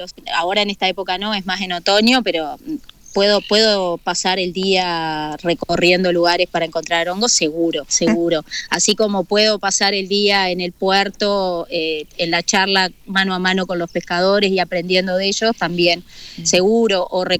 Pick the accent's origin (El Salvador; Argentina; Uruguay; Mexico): Uruguay; La Paloma, Rocha; also born or lived in Montevideo; yo soy de Rocha, nací en Rocha, en La Paloma, viví toda la vida